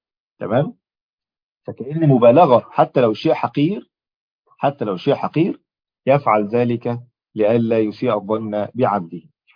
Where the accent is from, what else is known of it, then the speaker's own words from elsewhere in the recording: Egypt; عشان زي أول مثل عندنا في مصر مشهور